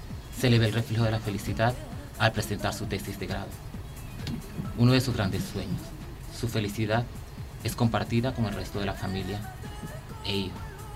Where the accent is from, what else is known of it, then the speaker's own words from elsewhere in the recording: Venezuela; born there; Fueron hechas en países y en mi país natal, Venezuela.